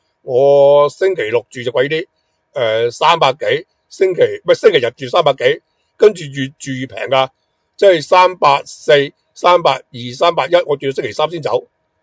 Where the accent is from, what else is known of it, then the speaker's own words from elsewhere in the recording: Hong Kong; 咁你知道我系香港人啦，